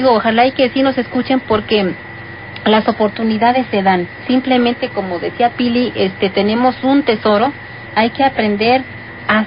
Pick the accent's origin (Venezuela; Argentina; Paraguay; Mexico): Mexico; Santa Rosa y Luisache; soy del ejido de Santa Rosa y Luisache, de allá del llano.